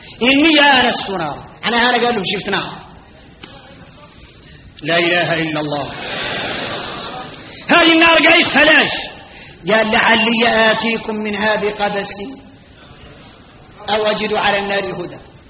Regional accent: Mauritania; احنا موريتاني فينا الغرائب والعجائب

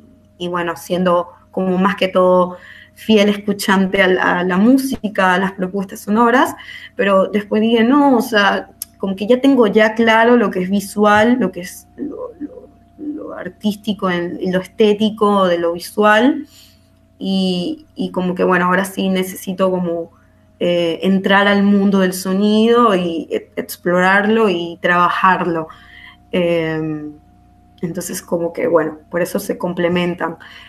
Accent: Venezuela; moved away as an adult; yo me fui de Venezuela en el 2017, como que pensando en ampliar mi proyecto y mis conocimientos en otros lugares, como que fue una decisión ya de años trabajando en Venezuela, viviendo, estudiando

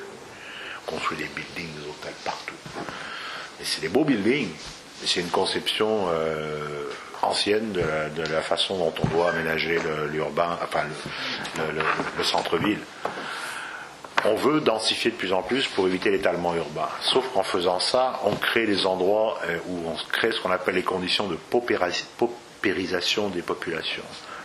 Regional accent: Lyon, Auvergne-Rhône-Alpes, France; Je ne sais pas parce que je suis lyonnais, mais c'est vrai.

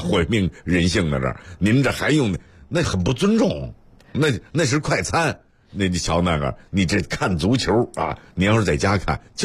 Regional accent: Beijing, China; 就是特别支持自己的首钢啊、北汽男排、男女排啊、首钢男女篮啊。啊，这个国安等等啊，就是反正就是我家乡的球队我都支持啊，老家的球队我都支持。

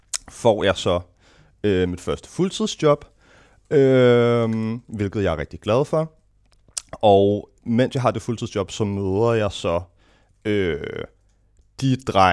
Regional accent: Gentofte, Capital Region of Denmark, Denmark; Jamen, jeg er født og opvokset i Gentofte. Faktisk kun, jeg tror, 4 kilometer fra her

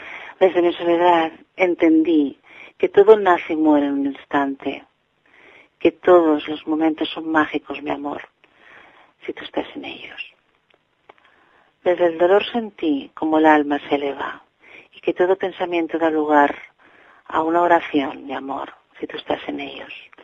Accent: Barcelona, Catalonia, Spain; de Barcelona

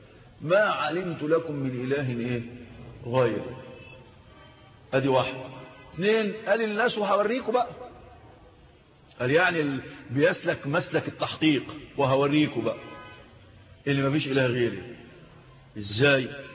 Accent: Egypt; في الدلتا عندنا في مصر

